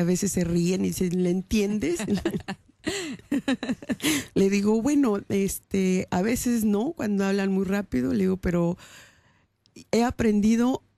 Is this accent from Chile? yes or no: no; Mexico; moved away as an adult; now in Netherlands; México sí, es el lugar que me vio nacer, crecer, viví, yo ya vine adulta aquí a este país